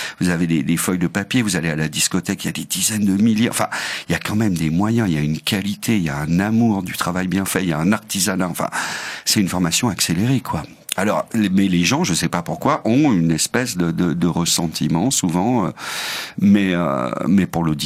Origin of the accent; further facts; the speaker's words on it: Lyon, Auvergne-Rhône-Alpes, France; Alors j'étais donc à Paris, je suis lyonnais à la base, c'est là où il y avait Radio Bellevue, et puis je suis monté à Paris